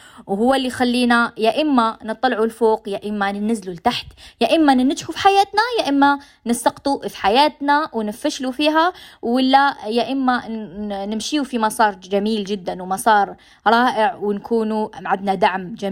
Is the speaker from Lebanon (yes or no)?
no; Algeria; accent: Algerian; كاين ناس من ليبيا، كاين ناس من تونس، من المغرب، هما يفهموا علينا، يفهموا على لهجتنا الجزائرية